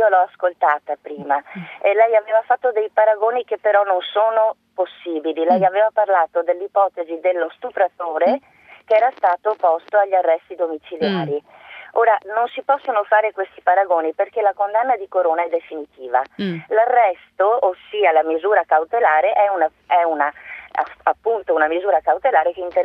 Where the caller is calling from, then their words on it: Mestre, Veneto, Italy; Buongiorno, sono da Mestre, non da Verona.